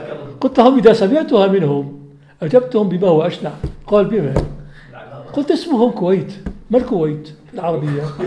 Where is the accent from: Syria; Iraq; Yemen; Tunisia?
Syria; Aleppo, Aleppo Governorate; وهو عندنا في حلب